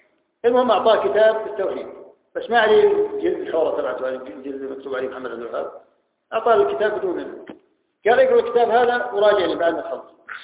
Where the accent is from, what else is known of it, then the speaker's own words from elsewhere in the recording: Jordan; عندنا في الأردن في أكثر من المنافقين